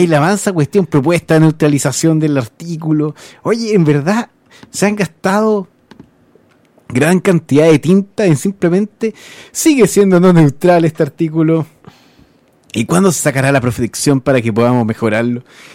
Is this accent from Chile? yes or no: yes; Concepción, Biobío, Chile; Somos de Conce.